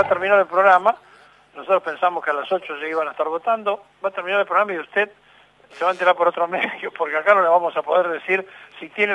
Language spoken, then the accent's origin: Spanish; Argentina; Nosotros somos argentinos, no somos chilenos.